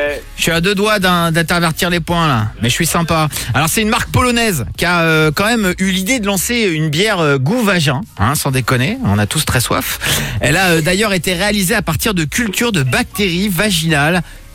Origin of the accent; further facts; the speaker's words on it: Normandy, France; chez moi en Normandie?